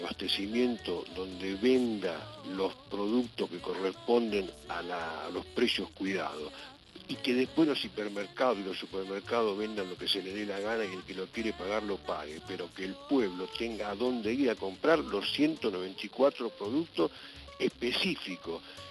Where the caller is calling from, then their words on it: San Telmo, Buenos Aires, Argentina; de San Telmo.